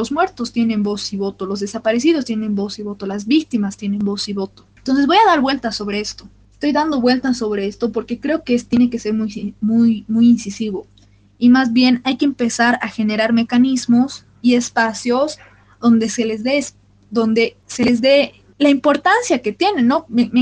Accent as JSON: {"language": "Spanish", "country": "Bolivia", "said": "uno de los momentos más difíciles de nuestra historia y de nuestra identidad como bolivianos, como latinoamericanos"}